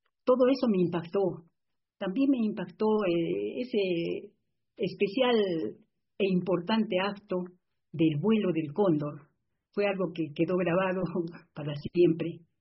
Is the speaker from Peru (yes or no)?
yes; Arequipa, Peru; Es el monumento histórico más atractivo y que guarda una identificación con mi ciudad.